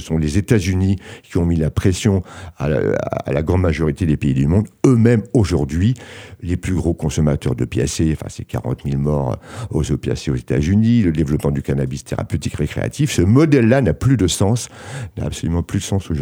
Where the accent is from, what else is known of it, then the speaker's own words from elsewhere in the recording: France; accent: French; Excusez mon accent, mais French.